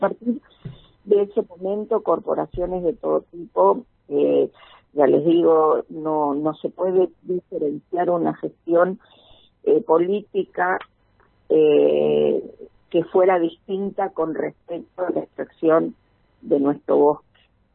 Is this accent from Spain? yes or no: no; Chaco, Argentina; yo soy chaqueña nacida en el Chaco y mis padres son chaqueños antes de que fuera provincia, o sea, tengo una identidad bien concreta con respecto a lo que representa el Chaco.